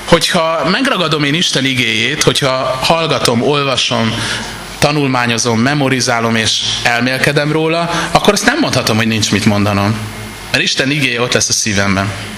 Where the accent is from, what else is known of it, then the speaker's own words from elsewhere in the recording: Budapest, Hungary; now in Vác, Hungary; Én echte budapesti angyalföldi gyerek vagyok, bocit képről láttam, de most Vácon élek